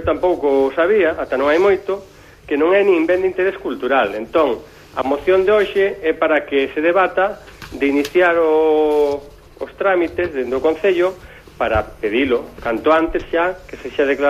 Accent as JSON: {"language": "Galician", "town": "Quiroga", "region": "Galicia", "country": "Spain", "lives_now": "Monforte de Lemos, Spain", "said": "aínda que vivo en Monforte, na capital da Ribeira Sacra, sabedes que son de Terras de Quiroga, da parroquia de Monte Furado, aldea de Anguieiros."}